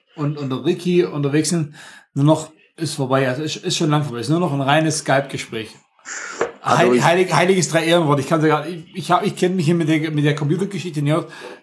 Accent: Stuttgart, Baden-Württemberg, Germany; ich bin aus Stuttgart direkt, könnte man so nennen. Also ich bin ein Schwabe, kann man leider nicht anders sagen

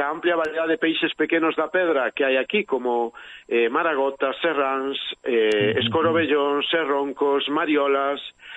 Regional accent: Galicia, Spain; Seguimos sendo todos galegos e irmáns.

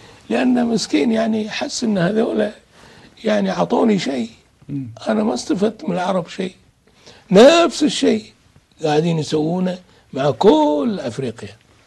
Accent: Kuwait; مساكين الأحوازية عندنا في الكويت

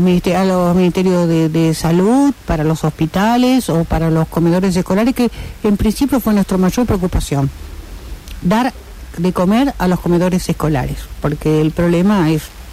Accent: Rosario, Santa Fe, Argentina; also born or lived in Salta; yo por ejemplo me considero muy rosarina, porque mi formación es rosarina, pero yo nací en Salta, una zona endémica, digamos, de desnutrición

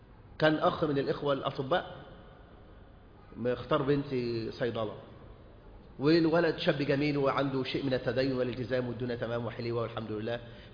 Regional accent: Egypt; خاصة عندنا في مصر هنا

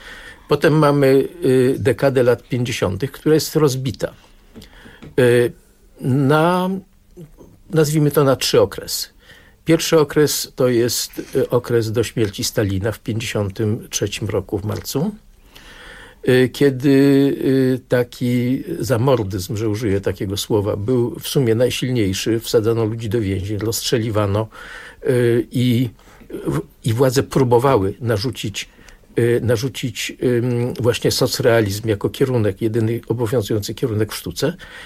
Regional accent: Warsaw, Masovian Voivodeship, Poland; ja się urodziłem na początku tego pierwszego okresu w Warszawie w 1946 roku i te ruiny, które tutaj były, to było moje pole zabaw

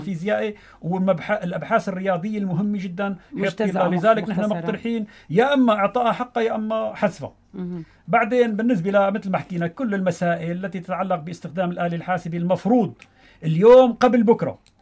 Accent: Syria; وبالجزائر هناك في تقنية أكثر من عندنا في سوريا

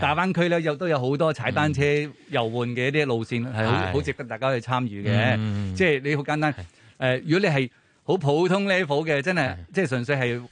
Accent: Zengcheng, Guangdong, China; 就是我老家增城

